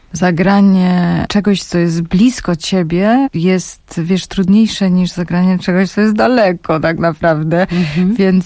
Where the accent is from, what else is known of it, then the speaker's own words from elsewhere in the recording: Silesian Voivodeship, Poland; Ja jestem Ślązaczką … podobnie jak wielu Ślązaków.